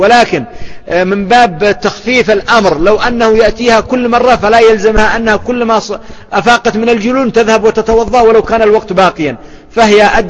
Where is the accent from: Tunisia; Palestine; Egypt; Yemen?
Yemen; وهذا موجود عندنا في اليمن